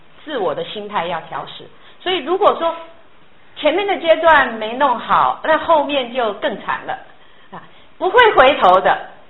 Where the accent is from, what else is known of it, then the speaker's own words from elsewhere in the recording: China; 我们中国人都常常说是好像40岁就算是迈向中年了啊